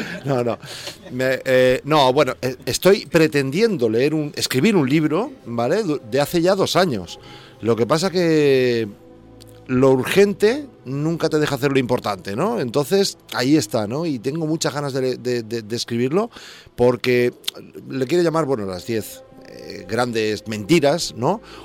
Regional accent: Santa Coloma de Gramenet, Catalonia, Spain; organicé el primer festival de rock folk blues de Santa Coloma de Gramenet, de mi pueblo

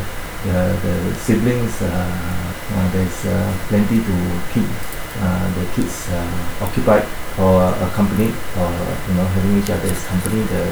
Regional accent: Singapore; In summary, I guess I was born into a family of six boys and a girl.

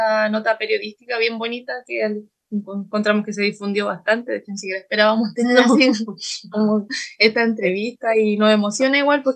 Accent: Santiago, Santiago Metropolitan Region, Chile; yo fui nacida y criada allá en Santiago

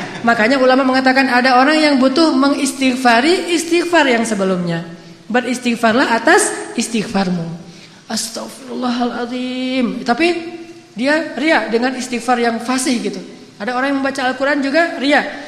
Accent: Aceh, Indonesia; Bang, manggilnya kan saya orang Aceh, dipanggil bang.

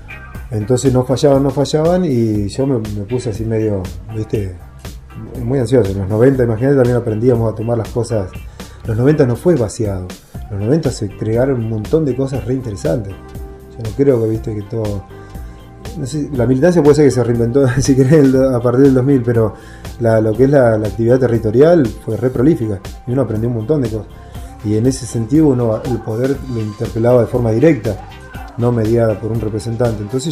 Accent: La Pampa, Argentina; Mirá que acá en el 95 yo vine de la Pampa, me quería ir

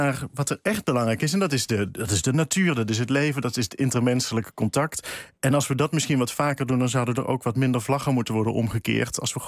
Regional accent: Eindhoven, North Brabant, Netherlands; En ik zelf kom ook uit Eindhoven. Ik heb nooit dialect geleerd, maar het wel om me heen gehoord.

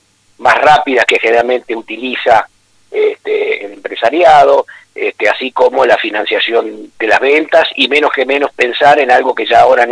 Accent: Villa Domínguez, Entre Ríos, Argentina; Te aclaro que también soy entrerriano.

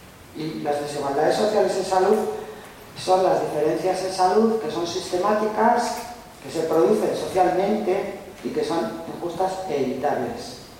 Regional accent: Navarre, Spain; soy de Navarra, trabajo en Vitoria, pero vivo más en Navarra que en Vitoria

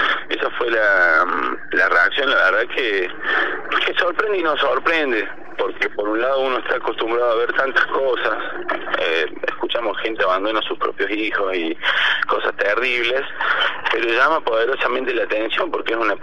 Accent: Huerta Grande, Córdoba, Argentina; yo de muy chico, que me crié acá en Huerta Grande

